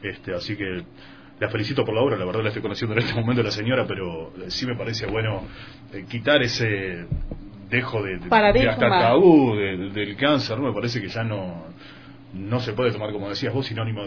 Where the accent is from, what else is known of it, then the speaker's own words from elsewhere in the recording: Uruguay; En realidad yo me vine a Uruguay, yo soy uruguayo